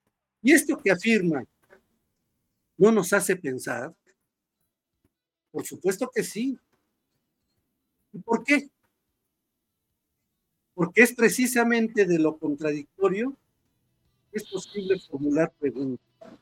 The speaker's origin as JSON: {"language": "Spanish", "country": "Mexico", "said": "cuán distintos somos los mexicanos a otros humanos"}